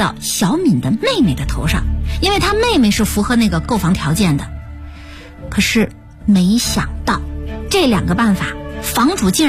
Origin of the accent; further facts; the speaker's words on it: Shandong, China; 我是胶东那边的人，